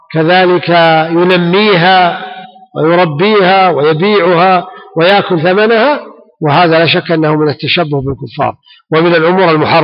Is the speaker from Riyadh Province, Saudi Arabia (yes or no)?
no; Ha'il, Ha'il Province, Saudi Arabia; ويسمى عندنا في حائل البس.